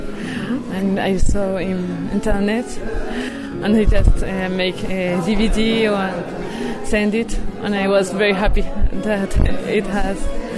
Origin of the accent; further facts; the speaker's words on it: Colombia; English is a second language; now in Germany; I'm from Colombia.